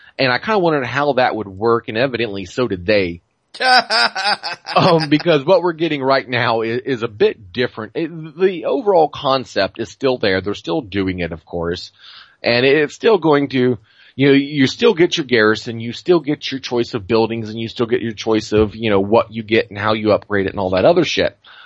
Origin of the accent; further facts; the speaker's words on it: Boston, Massachusetts, United States; accent: Boston; my Boston accent comes out sounding more English than Boston